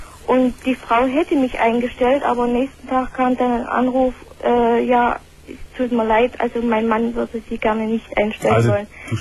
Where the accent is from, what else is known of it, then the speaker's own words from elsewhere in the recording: East Germany, Germany; born there; now in Swabia, Germany; Also ich wohne erstens mal im Schwabenland, bin aber gebürtige Ostlerin.